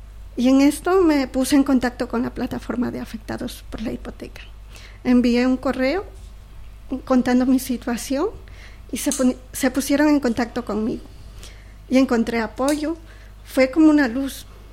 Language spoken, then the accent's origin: Spanish; Ecuador; ecuatoriana.